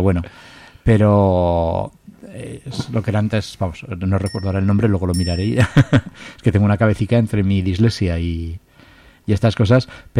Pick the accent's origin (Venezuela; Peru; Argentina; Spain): Spain; Zaragoza, Aragon; los que somos de Torrero, pues sí